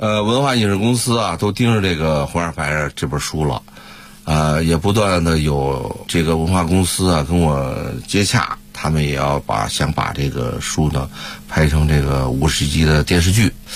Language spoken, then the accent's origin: Chinese; Beijing, China; 这个杂碎跟我们北京人吃那个杂碎啊还不一样